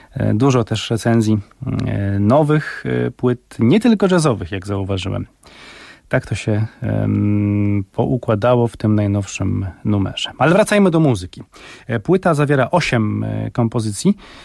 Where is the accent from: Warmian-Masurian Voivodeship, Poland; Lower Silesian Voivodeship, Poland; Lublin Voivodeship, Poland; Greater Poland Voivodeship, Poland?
Greater Poland Voivodeship, Poland; Poznań; Pochodzę z Poznania. Tu stawiałem swoje pierwsze muzyczne kroki.